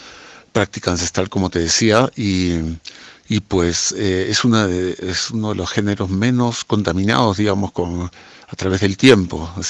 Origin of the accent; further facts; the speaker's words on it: Lima, Peru; now in Sacred Valley, Peru; Soy peruano. He nacido en Lima. Y después de una gran vuelta por el mundo, me decidí afincarme en este hermoso Valle Sagrado hace ya 24 años, desde el año 2000